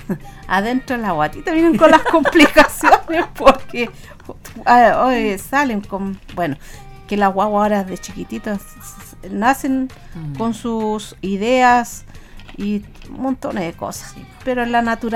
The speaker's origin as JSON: {"language": "Spanish", "country": "Chile", "said": "nada que ver acá en Chile, pero como los chilenos somos"}